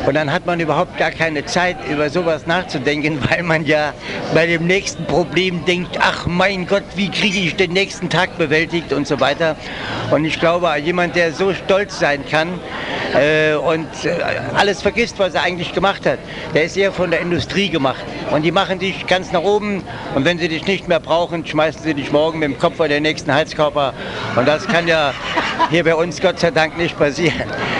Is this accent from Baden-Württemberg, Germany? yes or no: no; Trier, Rhineland-Palatinate, Germany; born there; ich bin ja in Trier geboren, das sind ja 100.000 Menschen